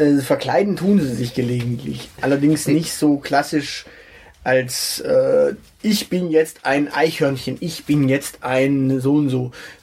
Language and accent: German; Baden-Württemberg, Germany; Also, die Geschichte ist ja die, ich bin ja hier im Schwäbischen aufgewachsen.